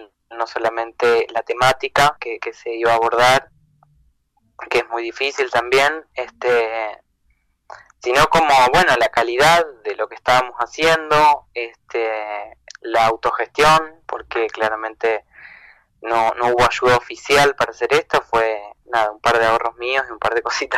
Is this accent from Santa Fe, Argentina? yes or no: no; Concepción del Uruguay, Entre Ríos, Argentina; also born or lived in Buenos Aires; Yo vivo en Buenos Aires, estaba allá, bueno, me quedé sin trabajar, y me vengo a Entre Ríos, a Uruguay, de donde soy, donde somos, con Pame.